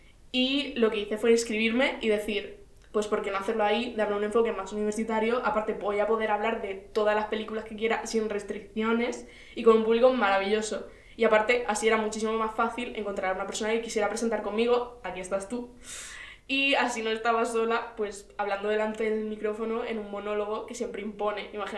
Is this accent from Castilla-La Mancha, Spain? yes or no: no; Almería, Andalusia, Spain; moved away as an adult; now in Madrid, Spain; soy de Almería, Andalucía, representando. Y vine a Madrid a estudiar comunicación audiovisual.